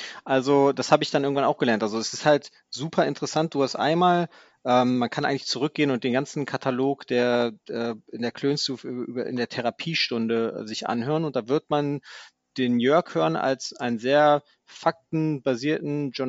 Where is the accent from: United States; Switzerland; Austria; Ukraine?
United States; now in Bonn, Germany; ich bin ein Amerikaner, der in Bonn lebt